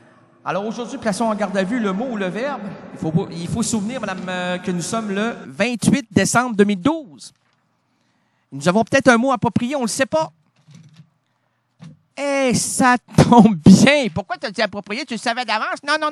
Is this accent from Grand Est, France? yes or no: yes; Grand Est, France; Ouais, je viens d'Alsace, moi, c'est du bon vin.